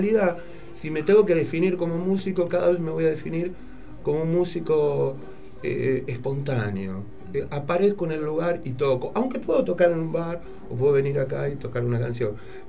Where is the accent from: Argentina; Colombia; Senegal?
Argentina; Nosotros somos, los argentinos somos como una mezcla muy rara